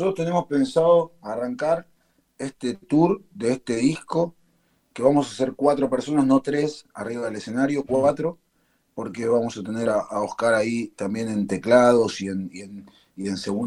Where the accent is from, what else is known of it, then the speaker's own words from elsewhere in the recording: Argentina; born there; de la generación anterior a mis abuelos, que vienen de ahí, ¿viste? Que vienen de ahí. Por supuesto, nací en Argentina, pero soy hijo de eso